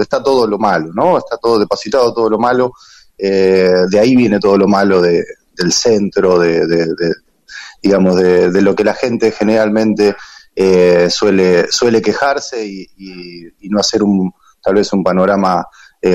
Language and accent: Spanish; Rosario, Santa Fe, Argentina; vengo yo de Rosario, y vengo de lo que es la militancia en un barrio, en una radio comunitaria, que queda en la localidad de Capitán Bermúdez